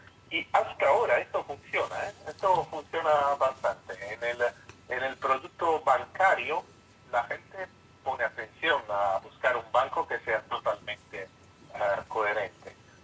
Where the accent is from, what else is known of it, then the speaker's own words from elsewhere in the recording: Italy; Spanish is a second language; si yo soy italiano y hablo un español un poco cómico